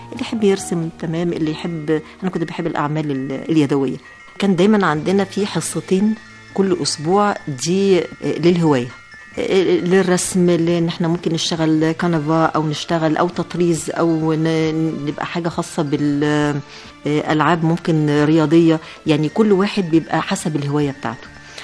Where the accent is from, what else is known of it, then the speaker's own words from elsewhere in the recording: Cairo, Cairo Governorate, Egypt; born there; أنا اتولدت في غمرة في القاهرة